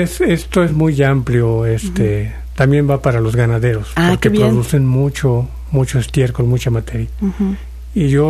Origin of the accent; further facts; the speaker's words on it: Plan de Arroyos, Veracruz, Mexico; yo me presento y les digo que vengo de Plan de Arroyos. Uh-huh. Es una zona cafetalera. Como tal, yo me creo ahí y siempre en medio de los cafetales.